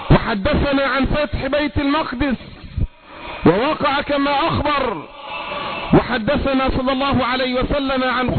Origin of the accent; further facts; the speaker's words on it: Egypt; اللهم احفظ بلدنا مصر